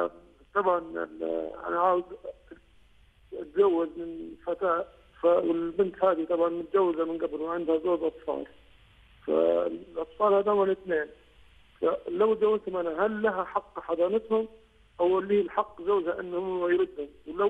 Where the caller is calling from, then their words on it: United Kingdom; انا صراحات من بريطانيا.